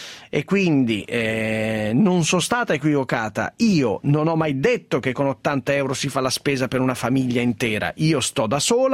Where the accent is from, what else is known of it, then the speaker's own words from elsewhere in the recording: Caserta, Campania, Italy; io d'altronde sono casertana, cucino meravigliosamente